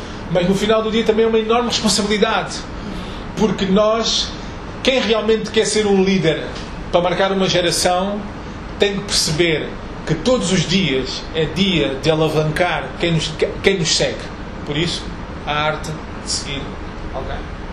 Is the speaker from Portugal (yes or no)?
no; Angola; sou angolano, nasci em Angola em 75, tenho 38 anos